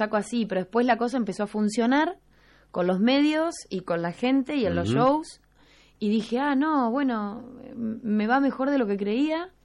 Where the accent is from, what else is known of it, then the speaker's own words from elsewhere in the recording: Argentina; cuando los músicos salimos de Argentina, en general salimos con el tango, mostrando el tango. Pero en realidad el tango es un pequeño porcentaje, una pequeña parte de lo que es el folclore argentino.